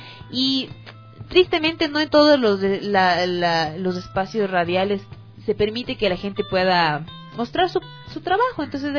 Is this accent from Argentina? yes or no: no; Ecuador; hay que sentirnos bien por ser de donde somos, de ecuatorianos, carajo.